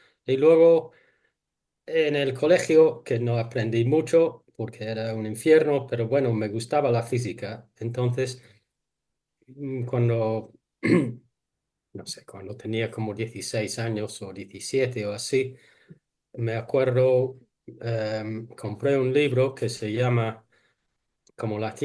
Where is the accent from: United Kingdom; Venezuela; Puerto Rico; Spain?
United Kingdom; England; born there; Spanish is a second language; nací en una ciudad en Inglaterra cerca del mar, al lado del mar